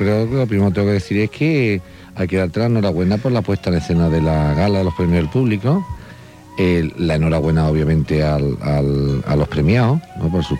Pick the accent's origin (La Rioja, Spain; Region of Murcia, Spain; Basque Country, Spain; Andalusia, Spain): Andalusia, Spain; Yo, como andaluz, pues me satisface mucho